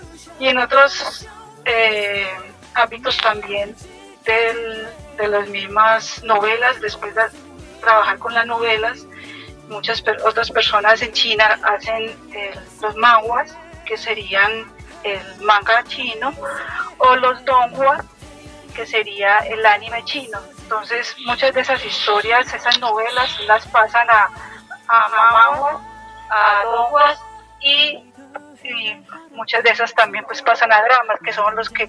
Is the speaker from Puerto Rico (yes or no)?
no; Colombia; soy de Colombia.